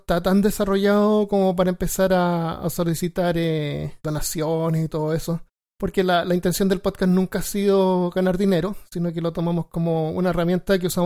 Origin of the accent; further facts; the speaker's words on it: Chile; now in United States; yo obviamente soy chileno, llegué acá a Estados Unidos como por ahí por el 2005